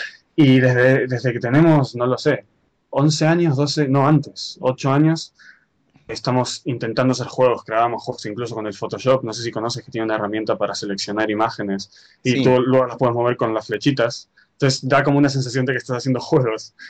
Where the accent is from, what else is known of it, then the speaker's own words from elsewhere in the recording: Argentina; also born or lived in Spain; now in Japan; Yo soy nacido en Argentina, he vivido en España ya unos 12 años, Bueno, mi familia viene de parte española e italiana. Y realmente estoy viviendo en Japón ahora mismo, pero estoy en Valencia por problemas de papeles